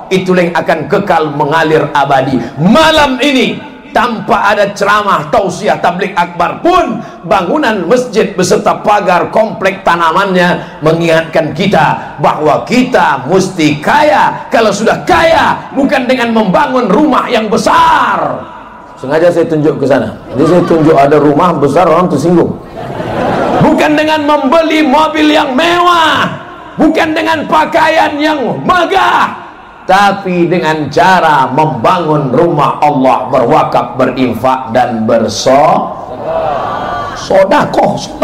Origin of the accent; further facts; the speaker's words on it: Indonesia; moved away; kampung halaman saya di Indonesia